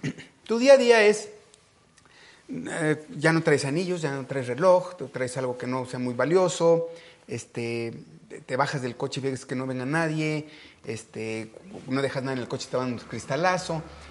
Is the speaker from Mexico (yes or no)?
yes; Mexico; no sabes cómo me dolió como mexicano